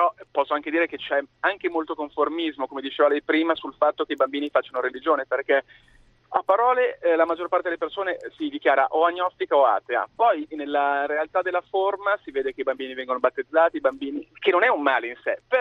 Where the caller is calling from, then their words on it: Milan, Lombardy, Italy; io sono di Milano, 39 anni, e ebreo, ho sempre fatto le scuole pubbliche in Italia.